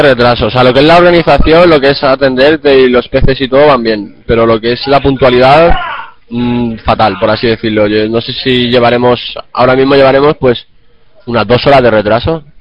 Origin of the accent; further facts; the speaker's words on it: Valencia, Valencian Community, Spain; Ya me quedo yo en Valencia, que es de donde soy.